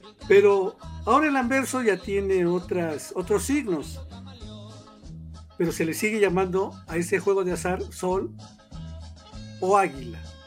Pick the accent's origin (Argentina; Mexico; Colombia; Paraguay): Mexico; los mexicanos conocemos más o menos bien